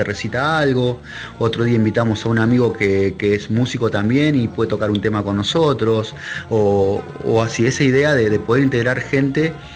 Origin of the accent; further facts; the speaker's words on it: Necochea, Buenos Aires Province, Argentina; soy de Necochea, provincia de Buenos Aires, acá de la costa.